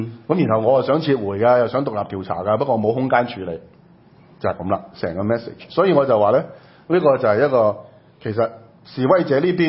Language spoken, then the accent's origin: Cantonese; Hong Kong; 即係你當我哋香港人是傻的咩？